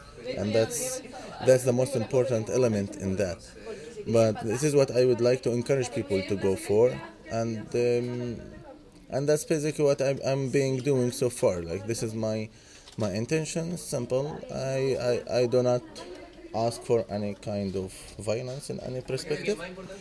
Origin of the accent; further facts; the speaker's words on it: Gaza Strip, Palestine; English is a second language; I'm from Palestine, Gaza Strip.